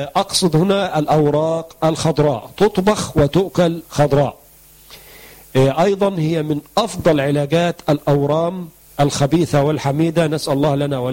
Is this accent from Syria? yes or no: no; Egypt; معروف عندنا في مصر بأن هو الجلوين